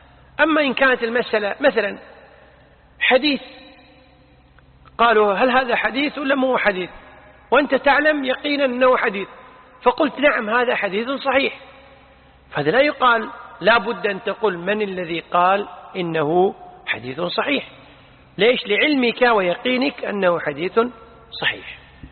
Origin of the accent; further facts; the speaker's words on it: Kuwait; عندنا بالكويت